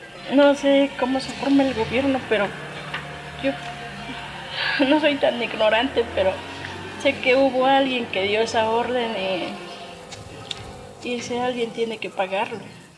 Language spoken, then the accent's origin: Spanish; Mexico; lo tiene de nosotros como mexicanos